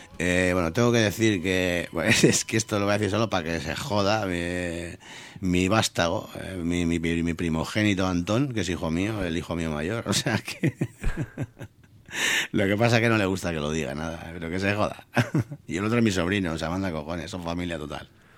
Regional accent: Basque Country, Spain; Y yo además me crié en Iturribide, o sea, que quiero decir que ese es mi puto barrio

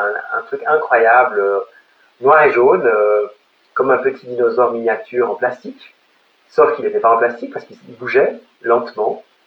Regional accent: Lake Geneva area, Switzerland; je viens de Suisse, j'ai grandi au bord du lac Léman, donc en face de la Haute-Savoie

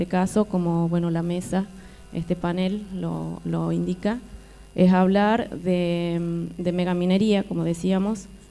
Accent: Andalgalá, Catamarca, Argentina; de Andalgalá, de Catamarca

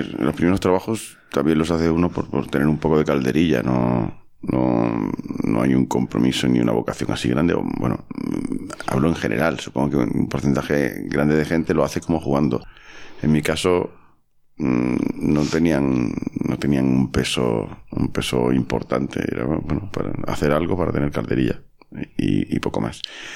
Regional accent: Guadix, Andalusia, Spain; also born or lived in Algeciras; yo me crié en Guadix. Nací en Algeciras, porque mis padres son maestros, y sabes que los maestros al principio los esturrean.

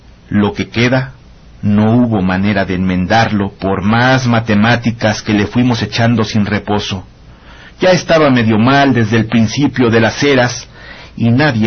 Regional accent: Oaxaca, Mexico; Con la música recordé pues cosas de cuando era niño allí en mi pueblo, en las fiestas regionales en la ciudad de Oaxaca.

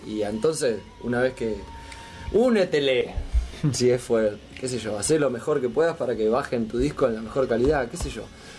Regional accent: Necochea, Buenos Aires Province, Argentina; nosotros que somos de Necochea, por ejemplo

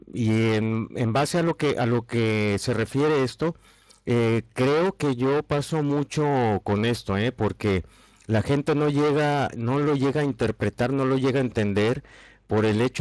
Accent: Mexico; now in Spain; yo como mexicano, a mí me sucede aquí en España

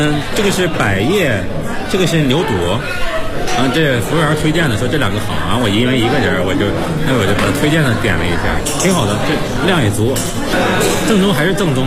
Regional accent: Taiyuan, Shanxi, China; 我是从太原过来的

